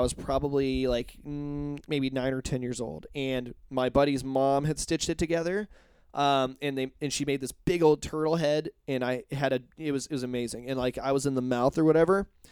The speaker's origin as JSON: {"language": "English", "region": "Indiana", "country": "United States", "tie": "born or raised there", "said": "growing up in Indiana, I was one of those kids that liked to try and scare other kids."}